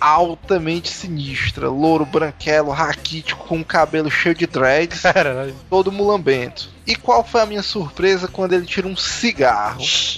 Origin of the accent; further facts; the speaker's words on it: Ceará, Brazil; como bom cearense